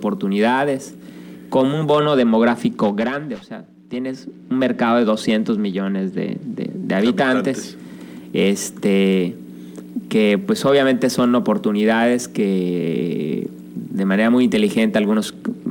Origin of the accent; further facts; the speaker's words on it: Mexico; nosotros como mexicanos a veces no vemos